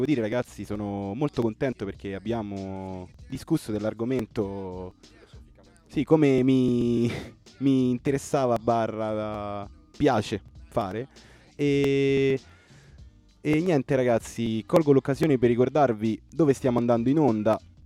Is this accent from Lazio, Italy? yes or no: yes; Rome, Lazio, Italy; now in Spain; perché so di Roma. Perché è importante, sto portando il romano qui alle Canarie, ragazzi.